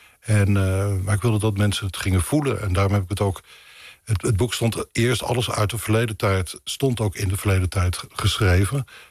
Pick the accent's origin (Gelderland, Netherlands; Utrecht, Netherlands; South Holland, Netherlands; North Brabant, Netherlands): South Holland, Netherlands; Leiden; born there; Ik ben helemaal niet geboren in Rotterdam, maar geboren in Leiden.